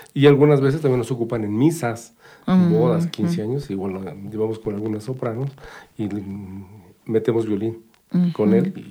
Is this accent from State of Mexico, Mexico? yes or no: yes; Tepetlixpa, State of Mexico, Mexico; En la familia, yo soy de Tepetlispa